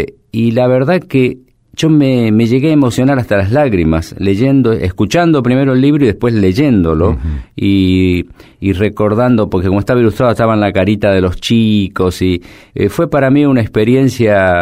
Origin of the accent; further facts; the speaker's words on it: Mendoza, Argentina; also born or lived in La Rioja; Mi familia se mudó cuando era chico a Mendoza, y en el barrio donde yo vivía, que era un barrio todavía obrero, de gente vinculada a la actividad agrícola, a la vid sobre todo